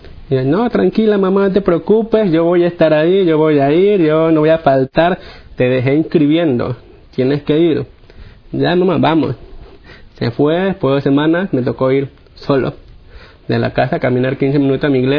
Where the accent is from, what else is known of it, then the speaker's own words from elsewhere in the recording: Guayaquil, Guayas, Ecuador; Bueno, yo soy de Guayaquil, Ecuador. Tengo 28 años.